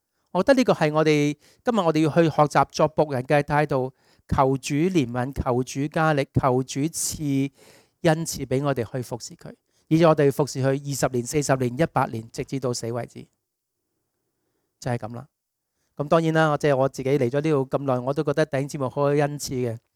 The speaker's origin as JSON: {"language": "Cantonese", "country": "Hong Kong", "said": "我哋香港人對待啲外佣一樣"}